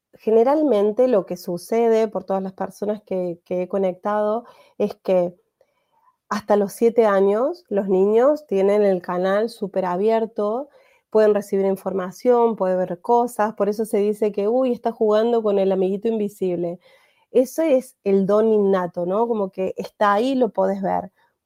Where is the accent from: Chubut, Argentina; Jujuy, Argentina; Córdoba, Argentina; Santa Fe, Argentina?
Córdoba, Argentina; empiezo de cero a los 40 años en la Argentina, en Córdoba, que es de donde soy.